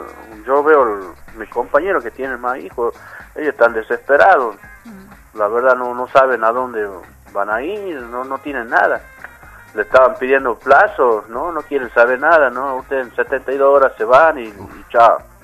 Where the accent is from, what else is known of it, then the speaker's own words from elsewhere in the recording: Tabacal, Salta, Argentina; toda mi infancia. Nací aquí en Tabacal. Claro. Toda mi infancia viví. Después, cuando se dieron las viviendas allá en Hipólito Yrigoyen, bueno, nos mudamos con toda mi familia.